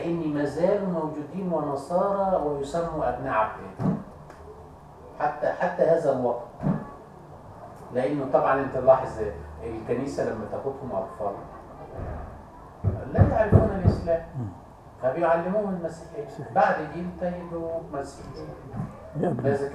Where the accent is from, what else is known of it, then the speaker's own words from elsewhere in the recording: Egypt; يعني مثلا عندنا في مصر